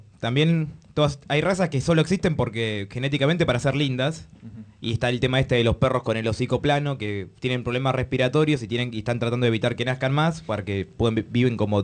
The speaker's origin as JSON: {"language": "Spanish", "town": "Mataderos", "region": "Buenos Aires", "country": "Argentina", "said": "Y me gusta decir que soy de Mataderos porque suena más hardcore."}